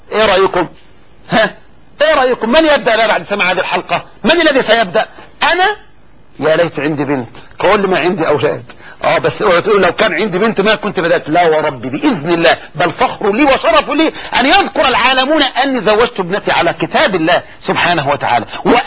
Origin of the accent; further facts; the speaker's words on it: Egypt; طبعا هذا عندنا في مصر، وان كان الحمد لله قل الان